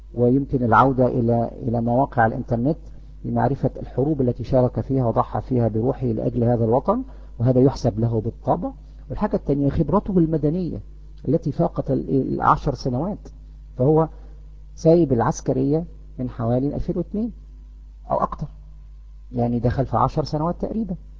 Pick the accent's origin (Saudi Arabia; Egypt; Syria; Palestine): Egypt; اللي يهمنا احنا كمصريين ان ننتخب الكفء